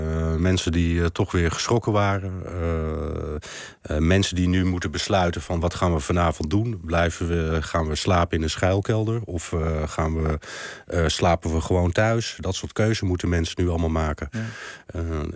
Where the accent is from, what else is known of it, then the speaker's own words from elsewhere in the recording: Kherson, Kherson Oblast, Ukraine; also born or lived in Kyiv; We zijn van Gerson zijn we gevlucht langs de hele Zwarte Zee en uiteindelijk naar Kiev toe gegaan.